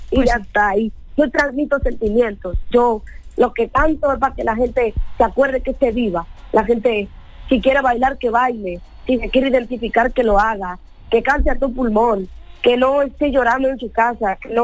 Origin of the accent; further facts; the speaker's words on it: Spain; Bueno, todo lo que lleve arroz, como buena latinoamericana y española, me encanta.